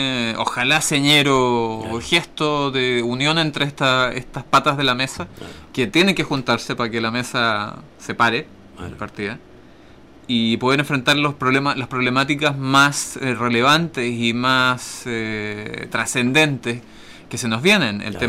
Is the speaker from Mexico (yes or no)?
no; Osorno, Los Lagos, Chile; Yo soy de Osorno, nacido y criado en las tierras de los quesos y la leche.